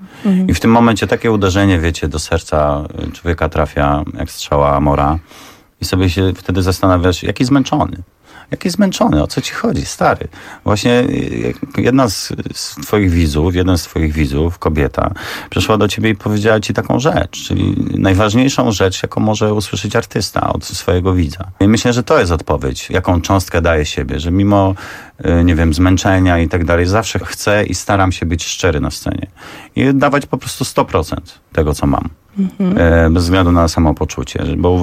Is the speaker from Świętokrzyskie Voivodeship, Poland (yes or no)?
yes; Kielce, Świętokrzyskie Voivodeship, Poland; moved away as an adult; jako młody, zbuntowany chłopak, 18-letni, wyjechałem z Kielc do Gdyni. Mówię, o Jezu, jak super, jak daleko od domu, nowe życie, nowa przygoda.